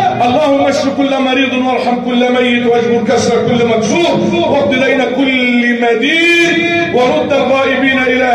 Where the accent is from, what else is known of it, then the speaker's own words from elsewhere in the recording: Egypt; اللهم اجعل بلدنا مصر امنا امانا